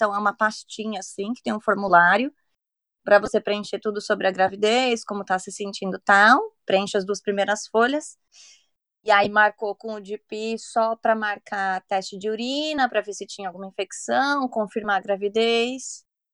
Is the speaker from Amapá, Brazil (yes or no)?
no; São Paulo, Brazil; moved away as an adult; now in United Kingdom; eu sou de São Paulo, mas eu moro fora do país, vai fazer 8 anos. E sou casada com inglês e moro na Inglaterra hoje.